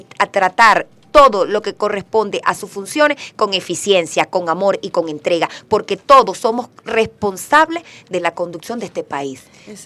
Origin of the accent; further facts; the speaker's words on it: Venezuela; nosotros tenemos que organizarnos como venezolanos y venezolanas